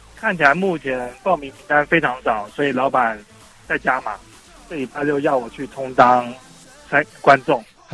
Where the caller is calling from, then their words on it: Taipei, Taiwan; 我是台北的忍者